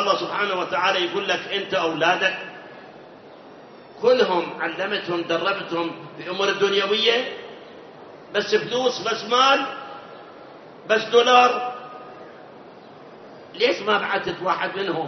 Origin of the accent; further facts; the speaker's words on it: Iraq; الآن عندنا بالعراق، أنا ما أعرف خارج العراق، عندنا بالعراق مناطق بالمئات صلاة ما يصلي